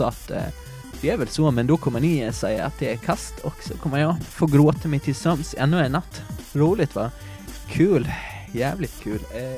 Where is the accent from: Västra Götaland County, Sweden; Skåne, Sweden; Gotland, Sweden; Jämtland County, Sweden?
Gotland, Sweden; får jag väl be om en ursäkt från mitt gotländska hjärta